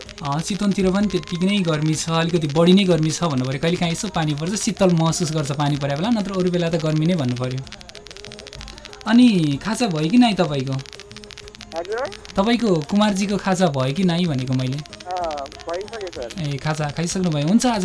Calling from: Bagmati, Nepal; मकवानपुरबाट

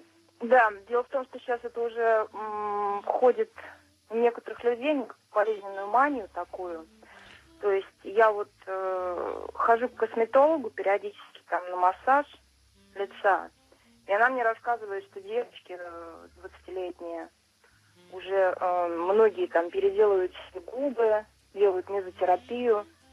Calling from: Moscow, Russia; Я звоню из Москвы.

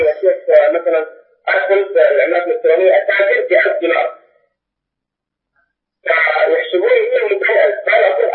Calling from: Tabuk, Tabuk Province, Saudi Arabia; أنا بكلم حضرتك من تبوك السعودية.

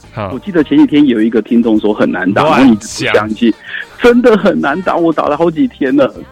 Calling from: Taipei, Taiwan; 我是台北的

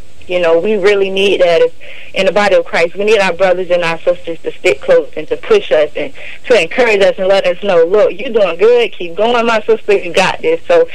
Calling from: Florida, United States; I'm from Florida.

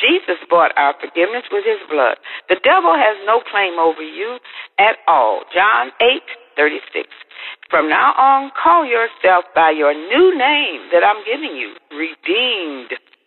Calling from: Arkansas, United States; And I'm calling you from Arkansas.

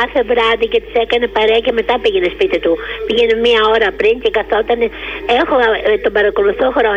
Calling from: Patras, Western Greece, Greece; είμαι η κυρία από την Πάτρα που εμίλησαμε

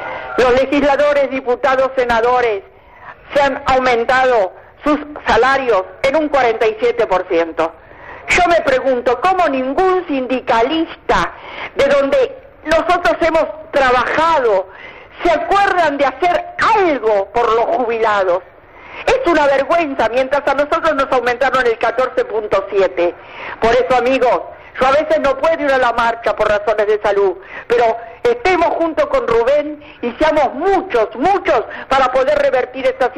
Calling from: Palermo, Buenos Aires, Argentina; de Palermo, un beso.

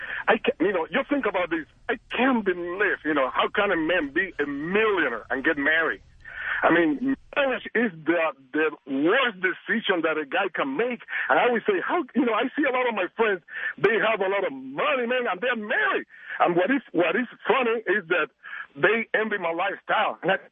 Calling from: Cuba; English is a second language; I mean, I live in Las Vegas. You could tell that I do have an accent because originally I come from Cuba.

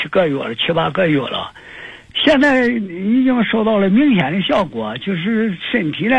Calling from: Nanjing, Jiangsu, China; 我是南京的

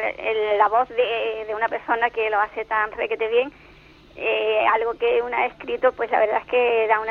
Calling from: Cádiz, Andalusia, Spain; de Cádiz.

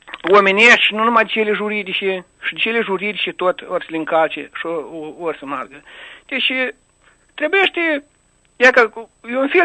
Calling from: Nisporeni District, Moldova; din Raion Nisporeni.

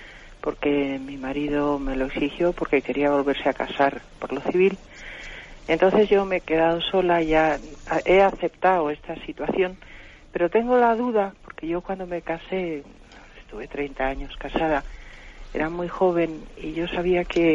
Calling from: Madrid, Community of Madrid, Spain; de Madrid.

